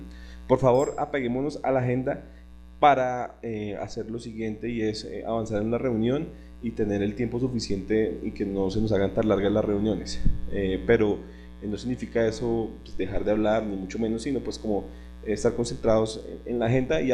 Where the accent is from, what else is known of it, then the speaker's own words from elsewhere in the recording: Bogotá, Colombia; Soy de Bogotá, participo en varios equipos de trabajo, el de difusión, el equipo web